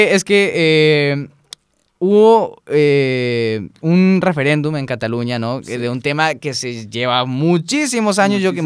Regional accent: Colombia; recuerden que yo soy colombiano, ¿no? Así que yo en parte veo cosas de Colombia.

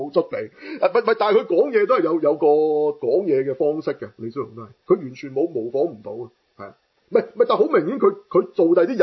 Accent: Hong Kong; 好有我哋香港人特色噶啦

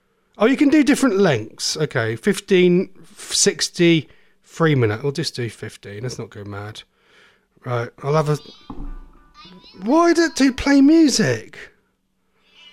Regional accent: Norwich, East of England, United Kingdom; from Norwich.

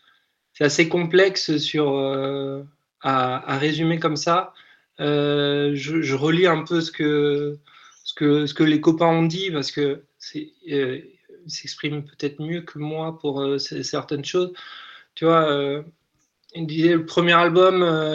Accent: Limoges, Nouvelle-Aquitaine, France; Moi, je suis de Limoges, donc c'est à peu près à 1 heure, 1 heure et demie de route de Tulle.

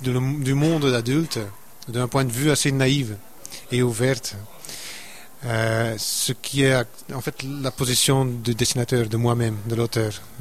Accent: Flanders, Belgium; accent: Flemish; first language Dutch; French is a second language; comme je suis un flamand, d'où mon accent d'ailleurs, je suis un néerlandophone à la base

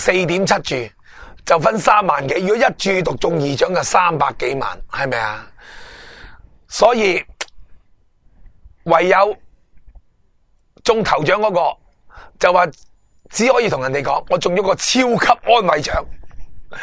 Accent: Hong Kong; 我哋香港人

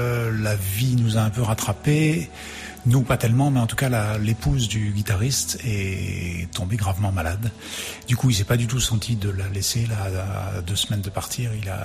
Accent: Grenoble, Auvergne-Rhône-Alpes, France; Alors on est de Grenoble, hein, de la région de Grenoble.

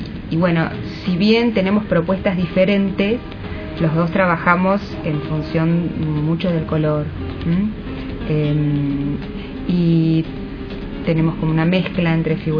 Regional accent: Mar del Plata, Buenos Aires Province, Argentina; moved away as an adult; now in Buenos Aires, Argentina; Yo soy marplatense.

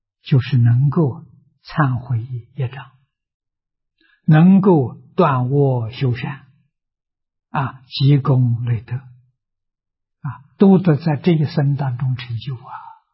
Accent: China; 我们中国人把它的尾音省掉了

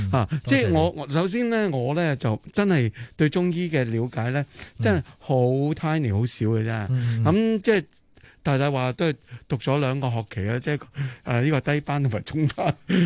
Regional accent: China; 其实我身为中国人啦

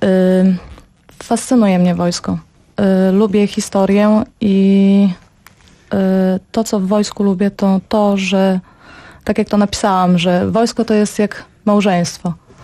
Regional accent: Łomża, Podlaskie Voivodeship, Poland; Ja pochodzę z Łomży.

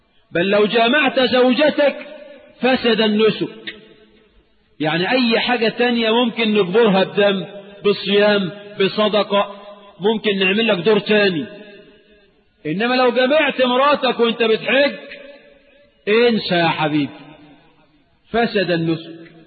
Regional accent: Egypt; احنا عندنا كمصريين عاشوراء ده موسم

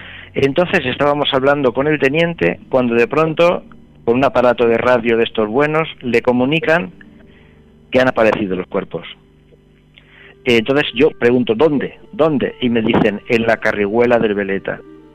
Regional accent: Alicante, Valencian Community, Spain; Decimos, no, nosotros somos también de Alicante, pero no somos los desaparecidos.

